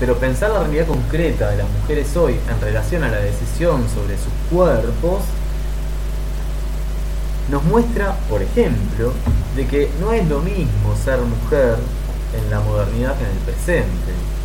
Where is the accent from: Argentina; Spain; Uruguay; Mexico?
Uruguay; uno como uruguayo saluda a todo el mundo con un beso, ¿no?